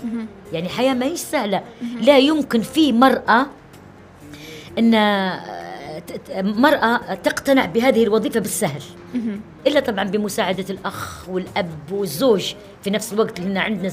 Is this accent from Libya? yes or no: yes; Benghazi, Libya; مولودة في بنغازي وبنت بنغازي